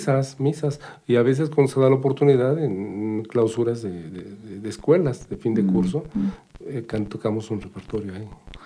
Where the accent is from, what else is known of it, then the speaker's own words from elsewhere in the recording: Tepetlixpa, State of Mexico, Mexico; En la familia, yo soy de Tepetlispa